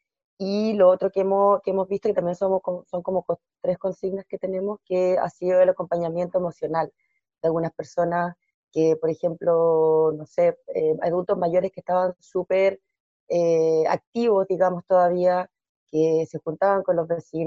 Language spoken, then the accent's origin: Spanish; Valparaíso, Chile; de Cerro Alegre también.